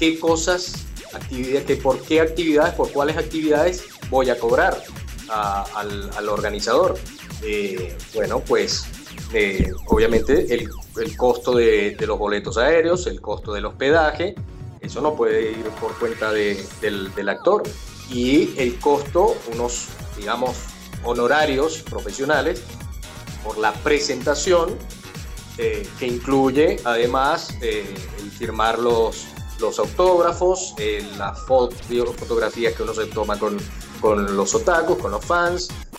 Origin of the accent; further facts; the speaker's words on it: Mexico; de alguna manera, tengo que compensar ese dinero que no voy a ganar aquí en mi país, en el otro trabajo, para poder ir.